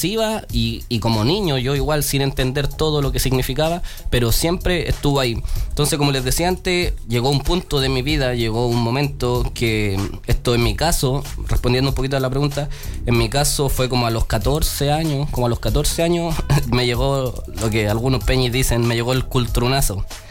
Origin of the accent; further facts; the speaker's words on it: Peñalolén, Santiago Metropolitan, Chile; pues soy mapuche, también me crié en Peñalolén, también conozco el mundo de la urbanidad, pero también conozco el mundo del campo.